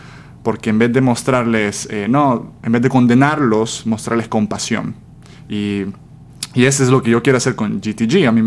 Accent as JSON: {"language": "Spanish", "country": "El Salvador", "tie": "born or raised there", "moved": "as an adult", "lives_now": "United States", "said": "Sí, bueno … así como dijiste, soy de El Salvador, tengo 23 años, viví en El Salvador toda mi vida, una familia pequeña de 4. A los 18 me quería ir a estudiar fuera del país, así que vine a Estados Unidos a estudiar la universidad."}